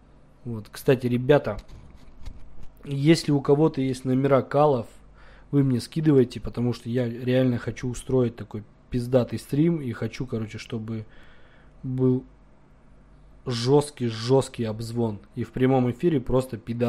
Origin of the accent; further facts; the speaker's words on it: Krasnodar, Krasnodar Krai, Russia; also born or lived in Almaty, Kazakhstan; Я из Краснодара. А вообще, ребят, я родился в Казахстане, в Алмате. Давно уехал, но вообще родился в Казахстане, в Алмате. Ну, я не казах, я русский.